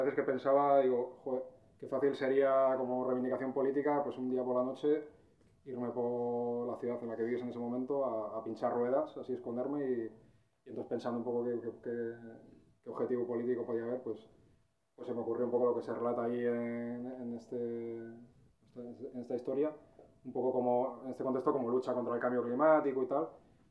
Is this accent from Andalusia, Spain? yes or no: no; Piélagos, Cantabria, Spain; yo soy de Piélagos, por cierto